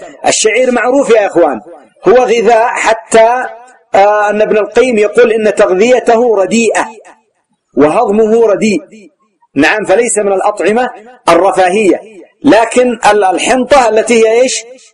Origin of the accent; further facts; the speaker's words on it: Yemen; وأجودها كما قلت لكم يسمى عندنا في اليمن العربي والميساني